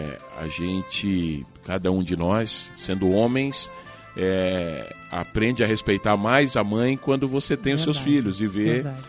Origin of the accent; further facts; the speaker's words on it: Maringá, Paraná, Brazil; moved away as an adult; Eu vim de Maringá. Em 94 eu vim de Maringá para trabalhar no rádio aqui, né?